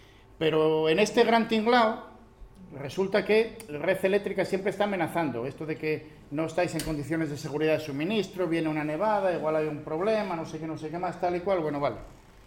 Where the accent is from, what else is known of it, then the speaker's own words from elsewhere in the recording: Asturias, Spain; Hará unos 20 y pico años yo soy del Nalón, yo subía a Tarna